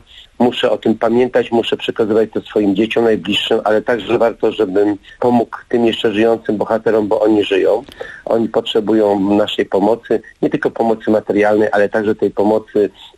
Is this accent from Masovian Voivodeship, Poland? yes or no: yes; Warsaw, Masovian Voivodeship, Poland; Ja jestem z Warszawy, moja rodzina jest z Warszawy, rodzina mojej żony jest z Warszawy.